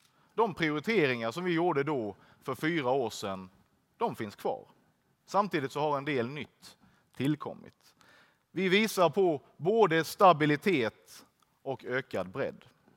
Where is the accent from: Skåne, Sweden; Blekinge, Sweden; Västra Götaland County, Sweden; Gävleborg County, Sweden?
Blekinge, Sweden; Ska jag på ett medlemsmöte hemma i Blekinge.